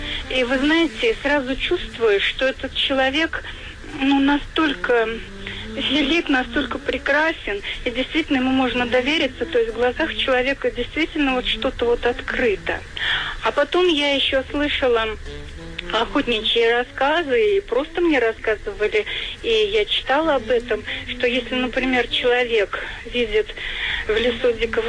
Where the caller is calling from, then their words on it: Saratov Oblast, Russia; Я из Саратовской области звоню.